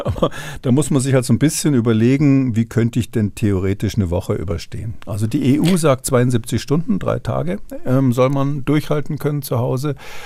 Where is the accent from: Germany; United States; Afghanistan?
Germany; Munich, Bavaria; Na, Sie sprechen ja mit einem gebürtigen Münchner